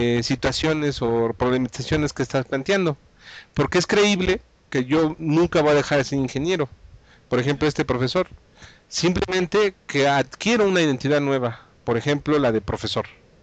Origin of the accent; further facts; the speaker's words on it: Mexico; yo soy papá, yo soy hijo, yo soy mexicano, yo soy investigador, yo soy politécnico